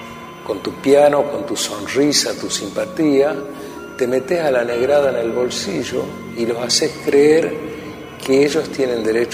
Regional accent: Argentina; Como tantos argentinos, me creía intocable.

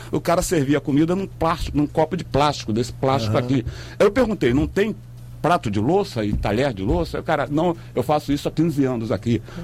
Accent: Rio de Janeiro, Brazil; now in Nova Iguaçu, Brazil; Eu morava em Bangu, e Bangu, quando a minha infância, a minha adolescência passei em Bangu, era mais tranquilo

